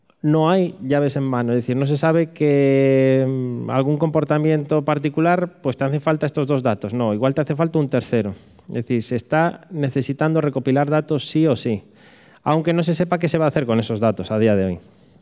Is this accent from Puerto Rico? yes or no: no; Galicia, Spain; Pero como buen gallego, sí.